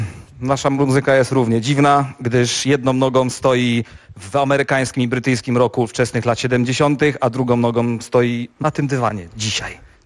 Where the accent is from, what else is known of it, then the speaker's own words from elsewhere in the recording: Szczecinek, West Pomeranian Voivodeship, Poland; Jesteśmy ze Szczecinka. Zachodniopomorskie, urocze, acz małe miasto.